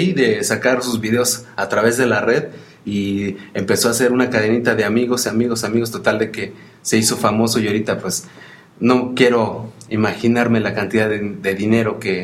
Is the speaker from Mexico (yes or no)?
yes; Mexico; como mal mexicano yo te digo, ¿no?